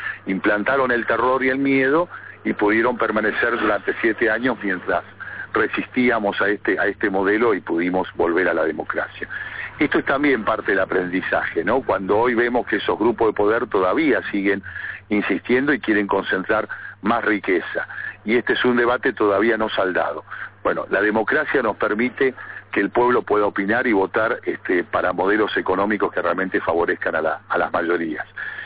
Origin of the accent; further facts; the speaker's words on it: Neuquén, Argentina; Yo me fui a estudiar a La Plata en la década de 70, era muy joven, yo soy nacido aquí en Neuquén, me he criado toda la vida aquí, y fui a estudiar a La Plata